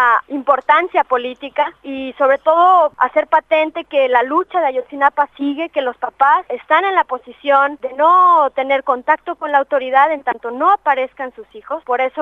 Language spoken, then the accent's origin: Spanish; Mexico; moved away; a los mexicanos que están acá y a los mexicanos que vivimos acá